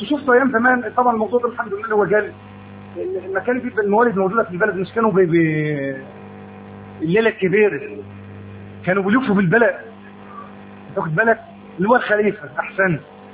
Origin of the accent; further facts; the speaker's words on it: Egypt; كان الحرر الاجتماعي عندنا في مصر